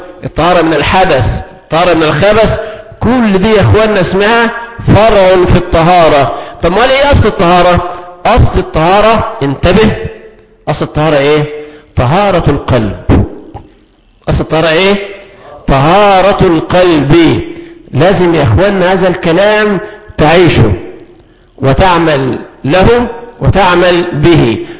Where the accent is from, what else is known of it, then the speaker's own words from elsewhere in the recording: Egypt; الماء عندنا في مصر سهل ويسير، تفتح الحنفيات نزل مية